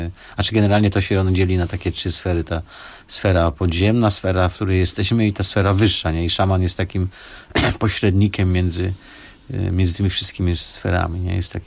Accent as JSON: {"language": "Polish", "town": "Sosnowiec", "region": "Silesian Voivodeship", "country": "Poland", "said": "bo ja pochodzę z Sosnowca"}